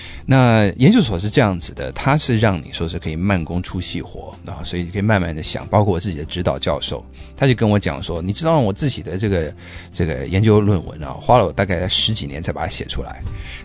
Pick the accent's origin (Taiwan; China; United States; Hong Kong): United States; New York; 那我在纽约长大的，所以我就马上就意识到说好像有什么东西不对劲